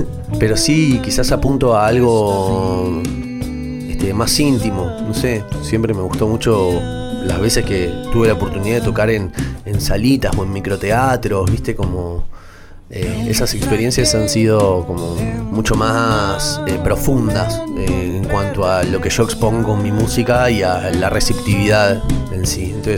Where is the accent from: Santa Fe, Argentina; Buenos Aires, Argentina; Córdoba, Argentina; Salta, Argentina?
Buenos Aires, Argentina; now in San Marcos, Argentina; Estoy acá en este pueblo, San Marcos, hace 3 años ya. Vengo de Buenos Aires.